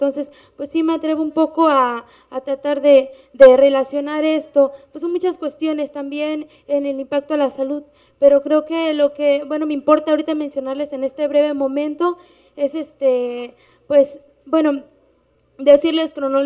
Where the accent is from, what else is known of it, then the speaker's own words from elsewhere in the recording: Veracruz, Mexico; yo soy indígena náhuatl de la Sierra de Songolica, Veracruz